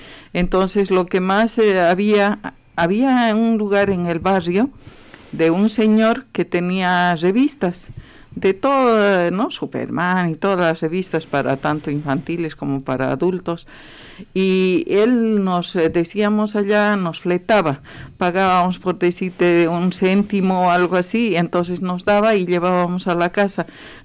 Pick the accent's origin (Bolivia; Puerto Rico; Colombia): Bolivia; allá hay obras de Bolivia, que soy de Bolivia